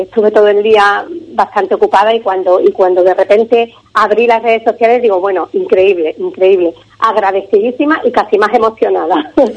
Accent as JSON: {"language": "Spanish", "town": "Ubrique", "region": "Andalusia", "country": "Spain", "tie": "born or raised there", "said": "nos da mucho a todos los ubriqueños, a mi pueblo Ubrique, que lo adoro"}